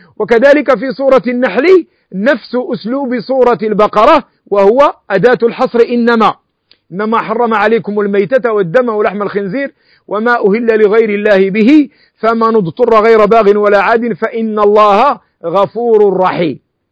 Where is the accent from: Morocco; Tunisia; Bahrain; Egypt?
Morocco; ونحن المالكية نأكل الحلزون عندنا في المغرب